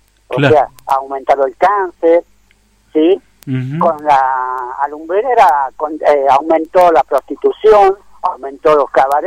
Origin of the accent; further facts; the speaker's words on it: Tafí Viejo, Tucumán, Argentina; nosotros somos de Tafí Viejo, de Tucumán